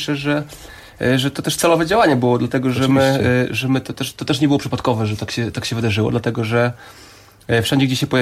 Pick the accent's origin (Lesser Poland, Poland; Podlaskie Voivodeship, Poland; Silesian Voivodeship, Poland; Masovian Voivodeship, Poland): Podlaskie Voivodeship, Poland; Grajewo; tak właściwie to pochodzimy z Grajewa.